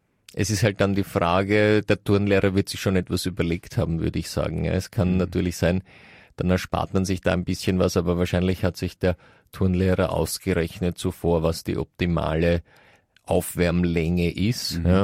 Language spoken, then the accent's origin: German; Vienna, Austria; bei uns in ich weiß jetzt nicht, ob in ganz Österreich, aber auf jeden Fall in Wien, ist es so, dass wir zu diesen Würstchen Frankfurter sagen.